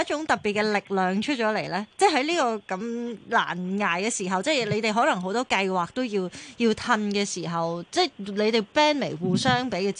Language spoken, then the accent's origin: Cantonese; Hong Kong; 即係我哋香港人都係比較強韌嘅，喺一啲逆境裏面，我哋都打慣逆境波嘅。